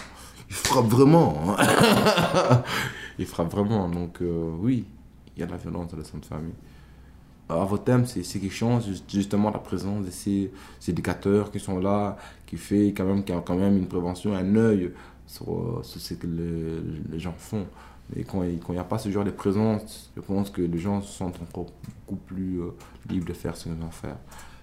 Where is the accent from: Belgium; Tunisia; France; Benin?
Belgium; j'ai ma fille en Belgique, j'ai des amis en Belgique, j'arrive ici jeune, j'ai fait mes études primaires et secondaires, et donc le seul pays que je connais le mieux, c'est la Belgique, et pour moi, je suis belge.